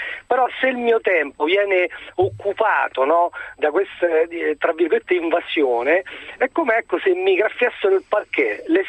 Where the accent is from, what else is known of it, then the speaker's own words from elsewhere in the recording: Rome, Lazio, Italy; Io non vivo, sono di Roma, non vivo a Roma, vivo lontano e quindi mi mancano gli amici